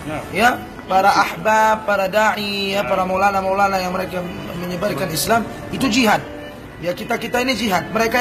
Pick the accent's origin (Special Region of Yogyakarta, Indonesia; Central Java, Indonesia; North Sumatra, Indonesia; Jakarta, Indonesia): North Sumatra, Indonesia; Medan; Saya orang Medan, Sumatera Utara, Deli Serdang, Melayu Deli.